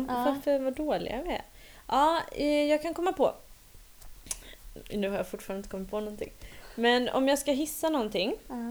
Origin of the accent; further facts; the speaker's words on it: Finland; Jag är finne, det vet du va?